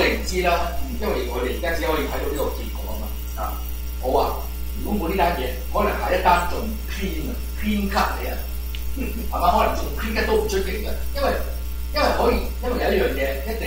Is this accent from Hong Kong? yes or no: no; United States; 我係第三者嚟噶嘛，我係美國人啫嘛。